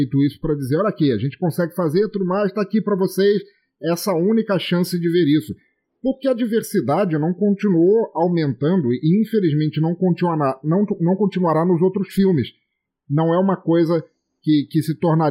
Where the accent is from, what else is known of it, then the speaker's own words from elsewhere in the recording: Angola; born there; eu sou africano, eu nasci em Angola.